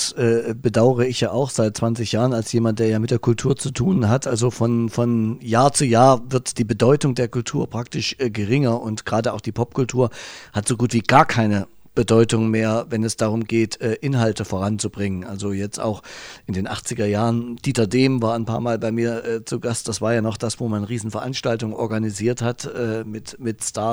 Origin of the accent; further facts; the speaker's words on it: Thuringia, Germany; Ich bin ja der dazugezogen ist. Ich bin ja aus Thüringen eigentlich und bin jetzt hier oben.